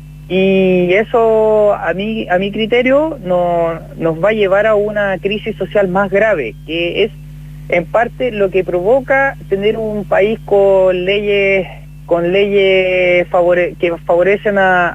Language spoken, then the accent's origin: Spanish; Chile; como pueblo, como gente chilena